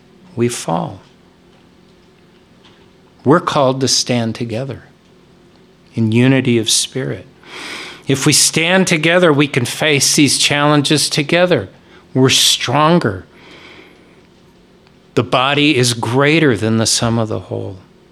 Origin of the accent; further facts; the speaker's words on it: United States; Now, one of the huge blessings of being an American is that we have the privilege of freedom of religion.